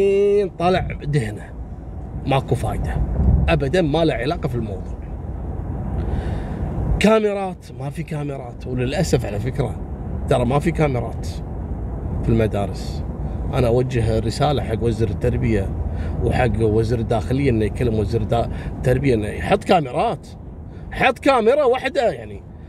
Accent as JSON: {"language": "Arabic", "country": "Kuwait", "said": "احنا عندنا في الكويت"}